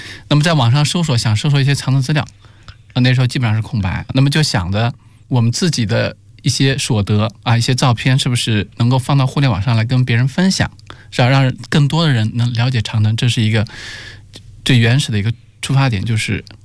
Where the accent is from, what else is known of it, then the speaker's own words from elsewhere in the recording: South China, China; moved away as an adult; now in Beijing, China; 大家好，我是一个南方人，1991年的时候到北京来上大学